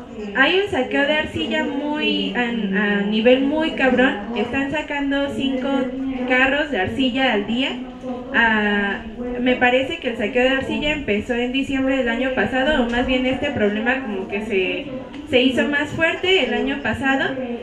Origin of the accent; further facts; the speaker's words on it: San Luis de la Paz, Guanajuato, Mexico; soy originaria de San Luis de la Paz, Guanajuato, de una comunidad que se llama San Ignacio.